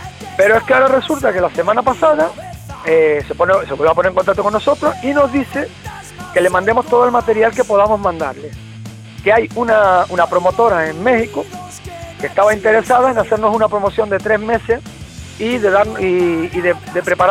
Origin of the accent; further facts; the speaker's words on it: Barcelona, Catalonia, Spain; moved away as an adult; yo vengo de Barcelona, yo desde el 77 hasta el 87, que vine a hacer servicio militar, que luego estuve en Barcelona 3 años más y me vine para acá en el 92.